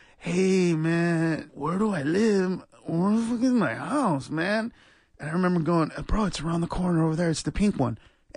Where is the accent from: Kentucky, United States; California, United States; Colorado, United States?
California, United States; Los Angeles; I grew up in East L.A.